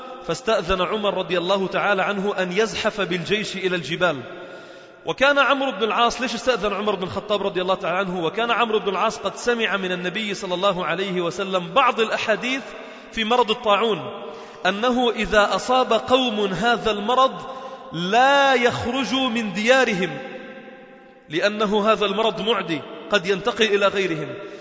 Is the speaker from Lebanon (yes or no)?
yes; Sidon, South Governorate, Lebanon; في منطقة شرحبيل عندنا في صيدا